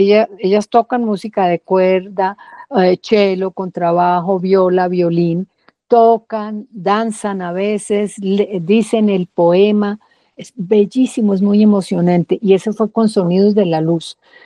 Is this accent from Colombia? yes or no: yes; Ibagué, Tolima, Colombia; ese referente que tiene que ver con mi infancia en el Tolima, mi infancia y mi adolescencia en el Tolima, los miedos, en Ibagué.